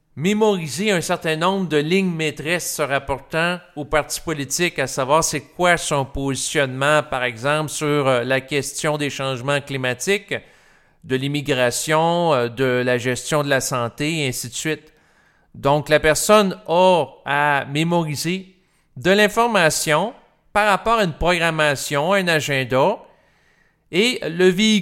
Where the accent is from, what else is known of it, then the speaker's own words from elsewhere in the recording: Canada; Et comme je suis Canadien